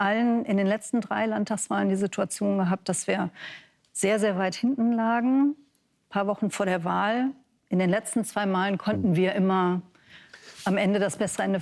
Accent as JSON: {"language": "German", "region": "Rhineland-Palatinate", "country": "Germany", "said": "Ich bin aus Rheinland-Pfalz."}